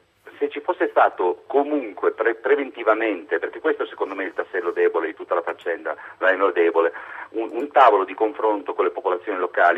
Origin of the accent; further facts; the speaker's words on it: Turin, Piedmont, Italy; now in Biella, Italy; Io sono torinese, va bene, abito a Biella, però in realtà sono nato e cresciuto a Torino, 40 anni di torinesità e tutto il resto.